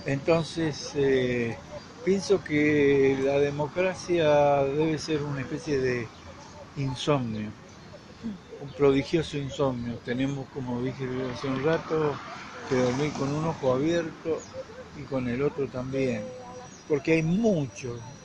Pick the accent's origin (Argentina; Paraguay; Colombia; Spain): Argentina; Mendoza; moved away; yo me fui de Mendoza, como dice … ¿quién dice que me fui? Nada. Estoy siempre ligado a Mendoza